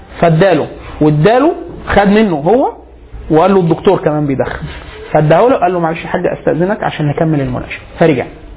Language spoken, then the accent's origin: Arabic; Egypt; عندنا في مصر